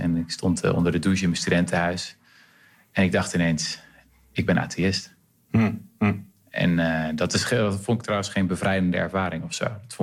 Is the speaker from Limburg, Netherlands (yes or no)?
no; Renesse, Zeeland, Netherlands; Ik kom trouwens zelf uit Renesse, ben ik geboren.